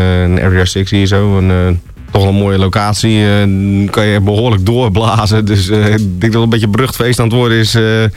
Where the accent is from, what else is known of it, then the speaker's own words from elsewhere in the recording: Zeeland, Netherlands; Zeeland, waar ik vandaan kom, die daarmee begon. En ja, zo. Zeeland, ja. Ja, ik ben een Zeeuw.